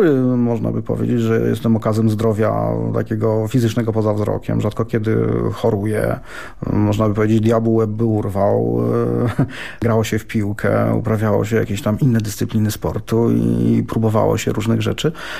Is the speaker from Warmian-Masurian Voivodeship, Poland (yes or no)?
no; Lublin, Lublin Voivodeship, Poland; Ja wychowywałem się w Śródmieściu, ulica Żwirki Wigury, tuż pod kinem Grunwald, pod GKO